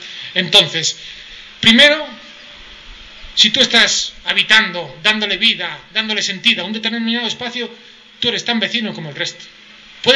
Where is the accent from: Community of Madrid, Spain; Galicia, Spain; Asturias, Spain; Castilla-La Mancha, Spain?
Galicia, Spain; yo soy gallego